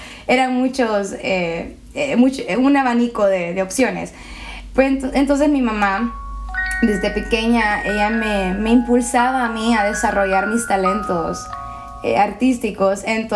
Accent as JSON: {"language": "Spanish", "town": "La Lima", "region": "Cortés", "country": "Honduras", "tie": "born or raised there", "also_born_or_lived": "El Progreso", "said": "A los cortos 3 meses de edad me mudé con mi mamá y mi papá aquí en La Lima, en Residencial Oro Verde, y he vivido mis casi 23 años de vida allí."}